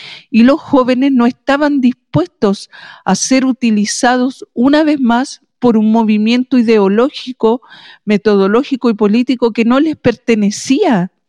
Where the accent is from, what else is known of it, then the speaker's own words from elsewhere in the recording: Chile; así como nosotros en este tiempo le transmitimos que somos chilenos a nuestras hijas